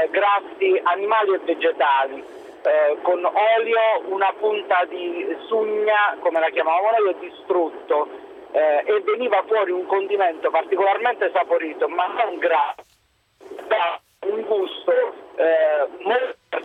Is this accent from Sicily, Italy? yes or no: no; Deliceto, Apulia, Italy; Io sono di Deliceto, che è un po' a confine tra l'Irpinia e la provincia di Foggia.